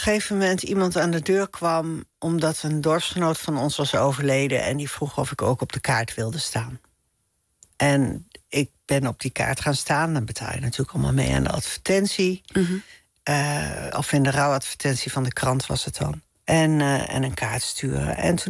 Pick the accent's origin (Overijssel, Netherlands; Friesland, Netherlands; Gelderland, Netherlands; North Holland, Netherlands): North Holland, Netherlands; Amsterdam; ik vind het wel moeilijk voor te stellen dat ik weer terug ga naar de stad Amsterdam, waar ik vandaan kom. Ik kan me wel voorstellen dat ik uiteindelijk ook weer een iets bebouwdere omgeving zoek dan dat hele kleine dorpje waar ik nu ben.